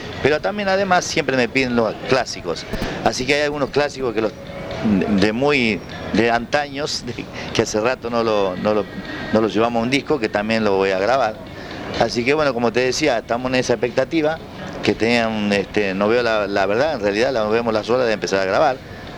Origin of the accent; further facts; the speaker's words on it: Santa Fe, Argentina; No creía que de mi Santa Fe podría ocurrir eso